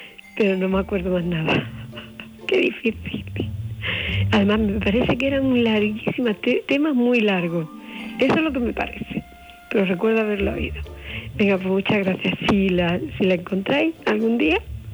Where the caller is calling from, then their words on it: El Puerto de Santa María, Andalusia, Spain; llamo del Puerto.